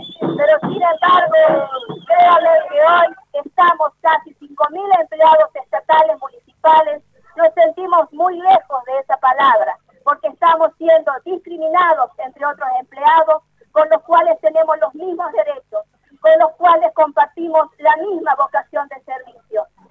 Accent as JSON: {"language": "Spanish", "region": "La Rioja", "country": "Argentina", "said": "Todos somos riojanos, todos tenemos las mismas necesidades."}